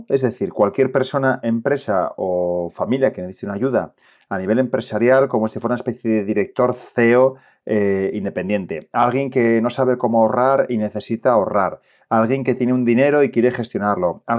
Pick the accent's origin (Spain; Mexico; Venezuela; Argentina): Spain; Asturias; que soy el asturiano y te cuento todo esto de forma sencilla y fácil.